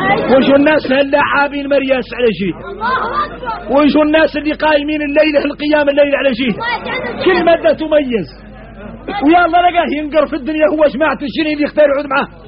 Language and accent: Arabic; Mauritania; نحن موريتاني